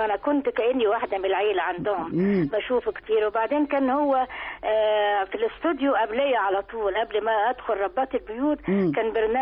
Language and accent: Arabic; Port Said, Port Said Governorate, Egypt; احنا عندنا في بورسعيد بنطبخ الاسماك كتير يعني، حياتنا بورسعيد هي السمك